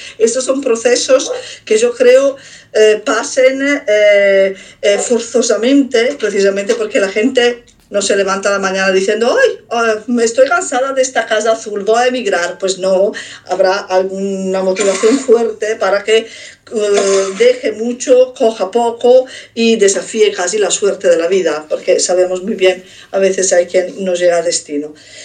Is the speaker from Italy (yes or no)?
yes; Italy; moved away; yo también soy inmigrante, vengo de Italia, pero como soy ariana físicamente y no soy negra, paso bastante desapercibida.